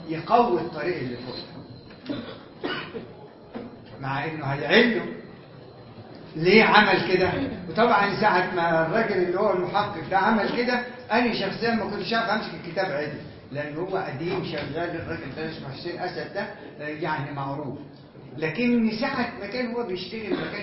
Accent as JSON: {"language": "Arabic", "country": "Egypt", "said": "اصلا احنا ما كمصريين ما كانوش يعبرونا"}